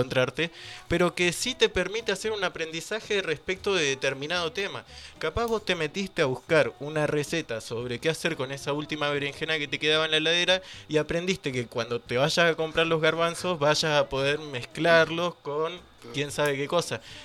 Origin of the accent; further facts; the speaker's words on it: Rawson, Chubut, Argentina; Cuando yo estaba lejos de Rawson, que es de donde yo vengo, de Rawson, de Trelew